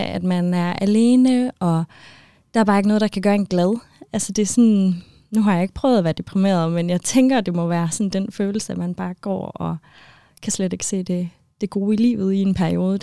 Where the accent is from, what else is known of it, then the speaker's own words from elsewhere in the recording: Aalborg, North Denmark Region, Denmark; Vi kommer fra Aalborg-området, begge to.